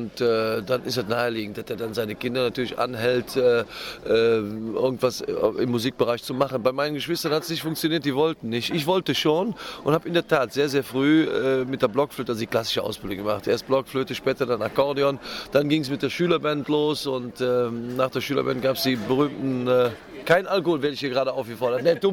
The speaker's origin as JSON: {"language": "German", "town": "Leverkusen", "region": "North Rhine-Westphalia", "country": "Germany", "tie": "born there", "said": "ich bin in Schlebusch geboren und dennoch von den Kölschen akzeptiert und eine imitierte Kölsche und glücklich seit 20 Jahren übrigens."}